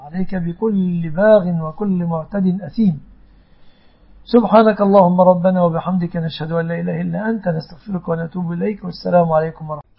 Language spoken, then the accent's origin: Arabic; Egypt; احفظ يا ربي بلادنا مصر وسائر بلاد المسلمين من كل مكروه وسوء يا رب العالمين